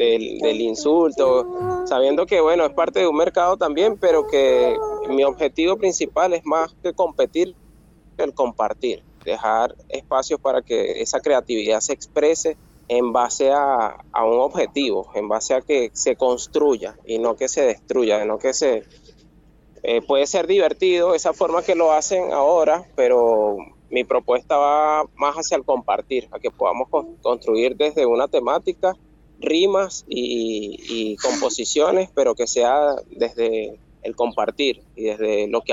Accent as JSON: {"language": "Spanish", "country": "Venezuela", "also_born_or_lived": "Buenos Aires", "moved": "yes", "lives_now": "Argentina", "said": "yo tengo muy poco tiempo viviendo aquí en el Valle de Punilla. Yo vengo de Venezuela, pero duré años viviendo en Buenos Aires y ahora me encuentro aquí"}